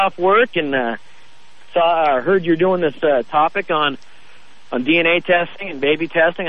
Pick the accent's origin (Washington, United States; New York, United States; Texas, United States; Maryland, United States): Washington, United States; Seattle; I grew up kind of I'm from Seattle and raised by a single mom